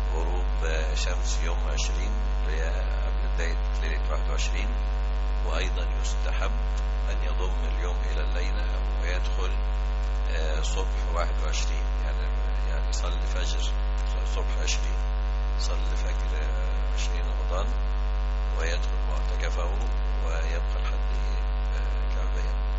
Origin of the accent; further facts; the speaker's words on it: Dakahlia, Egypt; born there; من مواليد الدخلية،